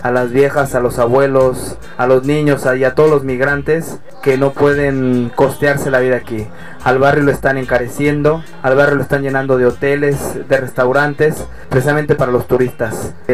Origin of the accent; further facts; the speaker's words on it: Mexico; now in Barcelona, Spain; de México y mandamos un saludo desde Barcelona a nuestros compañeros de ahí